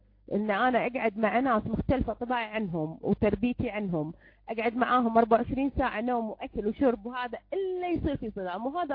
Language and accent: Arabic; Kuwait; إحنا عندنا بالكويت نقول يعني نكويها في هذا